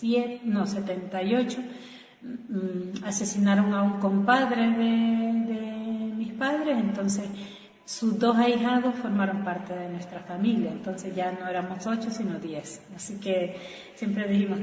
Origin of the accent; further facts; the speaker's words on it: Chalatenango, El Salvador; Yo tenía 10 años cuando comenzó la guerra en El Salvador. Vengo de la región de Chalatenango, donde la guerra fue bastante fuerte. Y en el 79 a nosotros nos quemaron la casa.